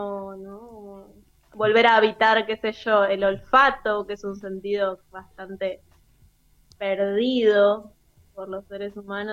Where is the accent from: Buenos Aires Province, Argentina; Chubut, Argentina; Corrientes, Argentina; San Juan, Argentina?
San Juan, Argentina; Yo soy sanjuanina y allá hay como, está la siesta, ¿viste?